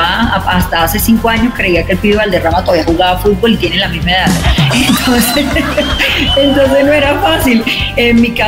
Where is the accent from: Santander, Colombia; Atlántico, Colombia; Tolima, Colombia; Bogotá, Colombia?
Atlántico, Colombia; Soledad; also born or lived in Barranquilla; nací en Soledad, en el municipio de Soledad, y luego me voy a vivir a Barranquilla para hacer los estudios universitarios. Es decir, la mitad de la vida que estuve en la costa caribe colombiana la hice en Soledad y en Barranquilla.